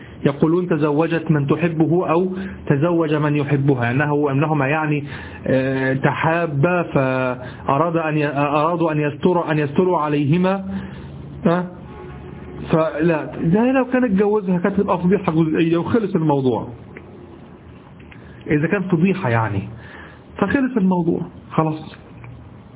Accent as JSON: {"language": "Arabic", "country": "Egypt", "said": "ما نستعمله نحن في دارجتنا المصرية"}